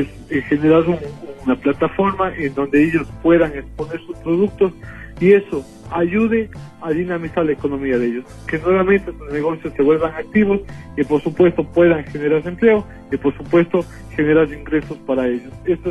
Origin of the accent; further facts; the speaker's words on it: Ecuador; now in Spain; lo que somos los ecuatorianos capaces del mundo